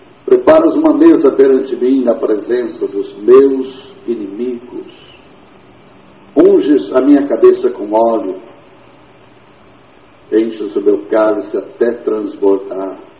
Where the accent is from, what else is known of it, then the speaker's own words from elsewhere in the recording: Anápolis, Goiás, Brazil; now in Belo Horizonte, Brazil; Eu vim de Anápolis, eu era presbiteriano